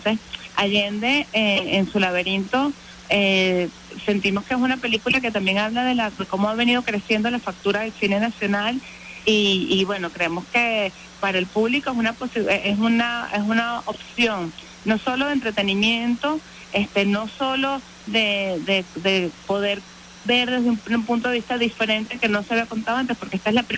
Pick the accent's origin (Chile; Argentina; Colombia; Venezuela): Venezuela; nos coloca en un lugar privilegiado para como venezolanos valorar todas nuestras capacidades